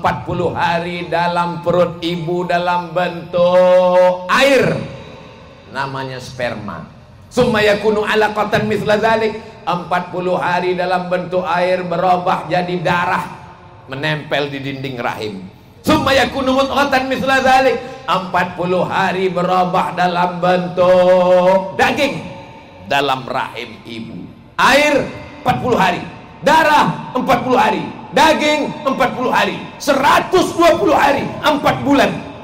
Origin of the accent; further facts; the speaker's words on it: Sumatra, Indonesia; Saya ini dari Pulau Sumatera. Dari Pulau Sumatera ini manggil paman itu manggilnya tulang.